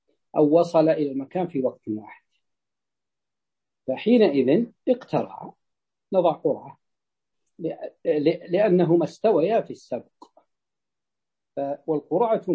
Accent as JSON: {"language": "Arabic", "region": "Najd", "country": "Saudi Arabia", "said": "تجد أن حتى عندنا في نجد عندما تفتح السدود تفتح فتأتي إلى المزارع الماء يمشي"}